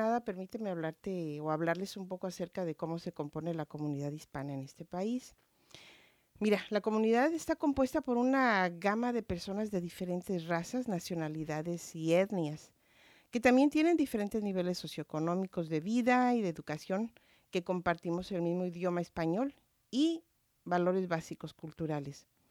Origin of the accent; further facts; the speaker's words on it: Guadalajara, Jalisco, Mexico; born there; moved away as an adult; soy mexicana, nací en Guadalajara, Jalisco. Hace muchísimos años, no voy a decir cuánto, pero llegué cuando tenía entre 18 y 19 años aquí.